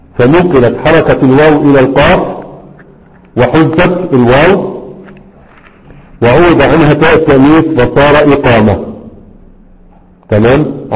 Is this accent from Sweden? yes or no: no; Egypt; moved away as an adult; الروضة النبية المشهورة عندنا في مصر اللي كان معنا ودرسناه هناك